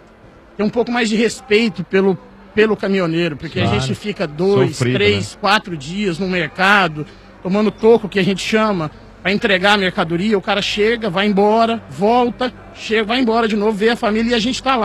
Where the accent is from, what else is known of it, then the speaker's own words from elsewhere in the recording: Ponta Grossa, Paraná, Brazil; Eu sou de Ponta Grossa, do lado de Melo Rego, perto do Timbó com fumo.